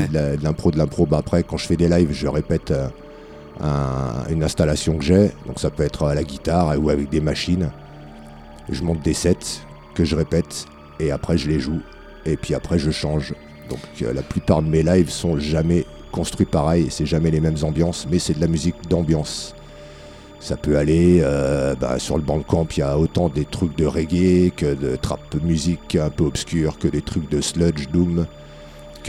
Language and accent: French; France; forcément pas mal en France vu qu'on est français.